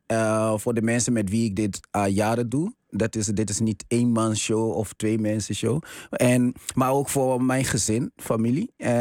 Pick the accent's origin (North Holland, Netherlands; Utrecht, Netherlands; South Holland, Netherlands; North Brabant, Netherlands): North Holland, Netherlands; Amsterdam; Ik kom uit Amsterdam, Bijlmer.